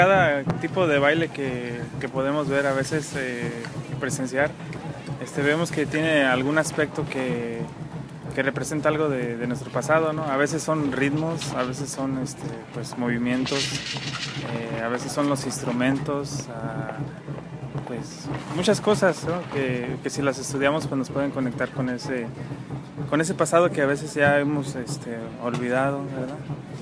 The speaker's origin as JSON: {"language": "Spanish", "region": "Durango", "country": "Mexico", "said": "vengo de Santana, pero soy de Durango."}